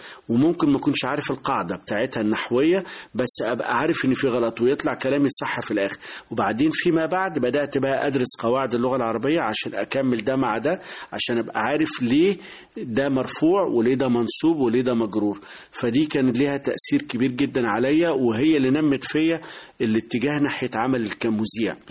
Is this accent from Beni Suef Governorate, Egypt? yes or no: yes; Beni Suef Governorate, Egypt; من بني سويف، يعتبر أول صعيد، أول محافظة صعيد. بعد الصعيد يعني. بس هي من مركز بعد بني سويف مبيبة، فيعني يعتبر جوه بعد بني سويف حوالي 20 كيلو.